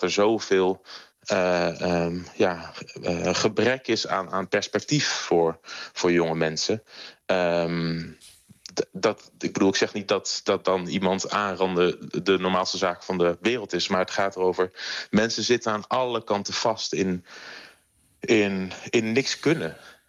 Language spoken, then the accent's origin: Dutch; Netherlands; Maar ja, ik blijf een Nederlander die daar 1,5 jaar is geweest